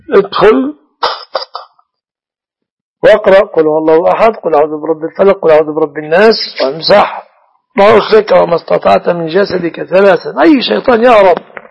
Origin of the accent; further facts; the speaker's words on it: Egypt; إذا كانت تركب مثلا كما تركب النساء عندنا في مصر ميكروباص